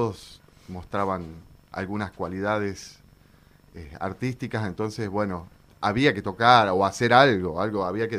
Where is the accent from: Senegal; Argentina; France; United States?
Argentina; Yerba Buena, Tucumán; La mayor parte de tiempo que estuve en Tucumán viví en Yerbabuena, al pie del Cerro San Javier. Es muy bonito.